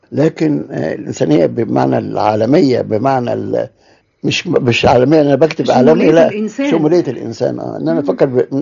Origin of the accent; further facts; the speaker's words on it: Alexandria, Alexandria Governorate, Egypt; عروبي أولا، بعد كده أنا مصري، ثالثا الموطن والمسقط الرأس اسكندرية.